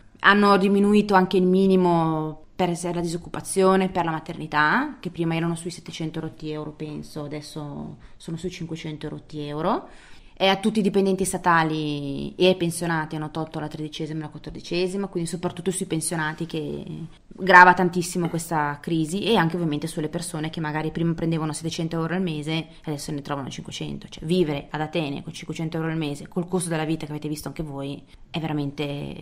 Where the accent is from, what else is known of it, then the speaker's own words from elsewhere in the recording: Milan, Lombardy, Italy; io vengo da Milano, cioè la capitale della moda